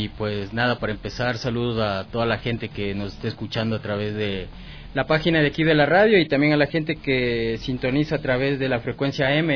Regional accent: Ecuador; sobre todo Ecuador, porque como ecuatoriano siempre tratas de dar a conocer el material que tienes en tu país

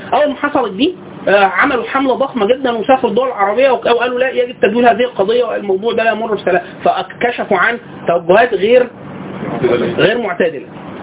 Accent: Egypt; حتى في وجهه نظرنا احنا كمصريين

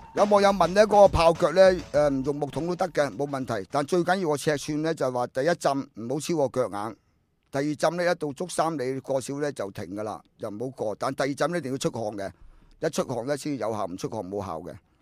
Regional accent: China; 我梗系唔可以咁做啦，我中国人。

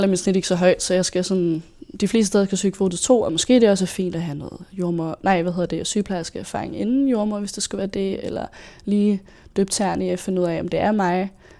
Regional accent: Søborg, Capital Region of Denmark, Denmark; Jeg er født og opvokset i Søborg

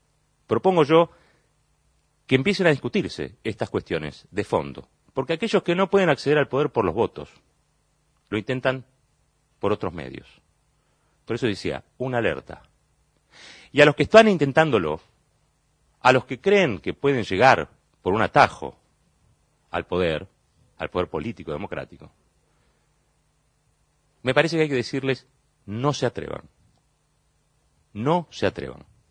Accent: Argentina; Testimonio de que los argentinos, primero, somos latinoamericanos.

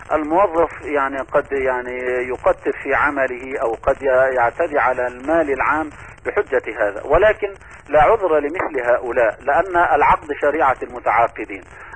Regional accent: Egypt; ونحن نعلم أن بلدنا مصر العزيزة يعني تمر بمراحل وتحديات كثيرة

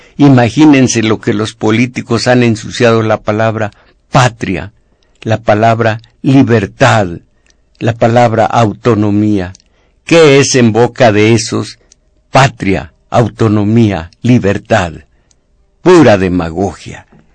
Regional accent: Mexico; Fíjense cómo somos mexicanos, tenemos que agregar films.

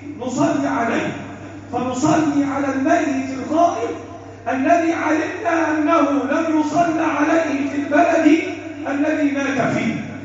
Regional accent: Egypt; اللهم احفظ بلدنا مصر وسائر بلاد المسلمين،

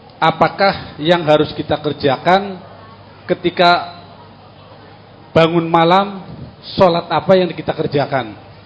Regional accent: Bumiayu, Central Java, Indonesia; berasal dari Dusun Balai Kambang, Kelurahan Linggapura, Kecamatan Tonjong, Kota Bumiayu, Kabupaten Brebes, Pak.

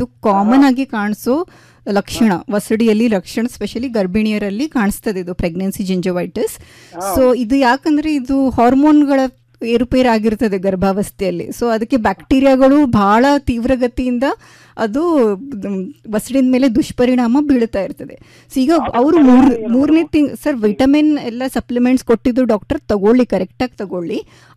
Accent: Udupi, Karnataka, India; now in Dharwad, India; ನಾನು ಉಡುಪಿಯೋಳು ಸರ್, ನಾನು ಧಾರವಾಡಲ್ಲಿ ಇರೋದು.

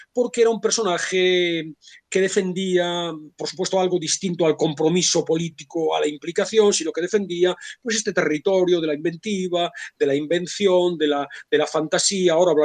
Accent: Vigo, Galicia, Spain; yo soy de Vigo también

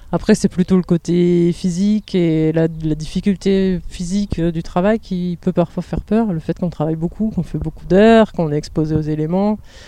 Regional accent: Hauts-de-France, France; Alors moi je viens du Nord et je suis montée à Paris pour faire mes études après le bac

